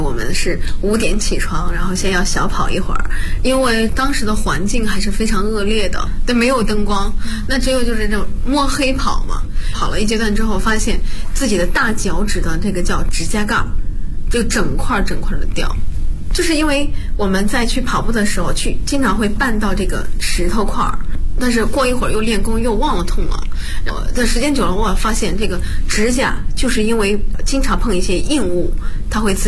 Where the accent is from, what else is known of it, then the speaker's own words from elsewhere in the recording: Bozhou, Anhui, China; 我是华佗五禽戏第59代传承人，我来自安徽亳州。